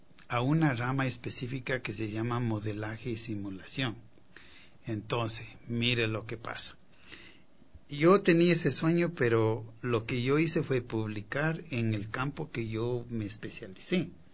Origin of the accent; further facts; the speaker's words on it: Quito, Pichincha, Ecuador; moved away; Pues yo nací aquí, me crié en Quito y pues años después, desde el año 74 que salí de aquí